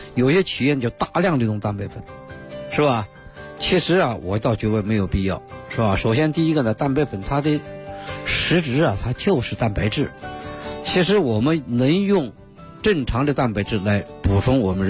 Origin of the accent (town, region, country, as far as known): China